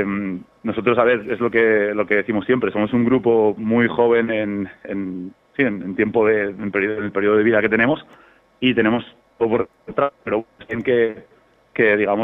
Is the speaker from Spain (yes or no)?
yes; Spain; Está claro que, pues que somos españoles y que primero tendremos que pelear por aquí